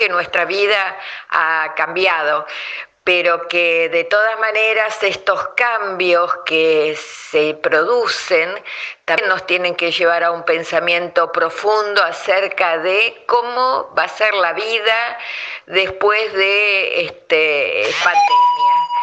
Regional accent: Buenos Aires, Argentina; Yo soy de Buenos Aires, de un barrio de Buenos Aires que se llama Núñez.

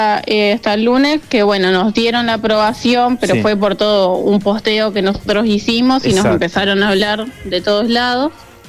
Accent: Quilmes, Buenos Aires Province, Argentina; Sí, de Quilmes.

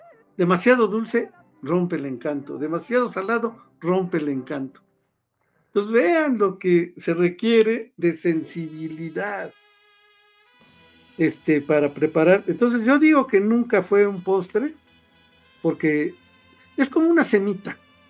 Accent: Costa Rica; born there; Para mí, haber nacido en Costa Rica está bien, pero soy mexicana.

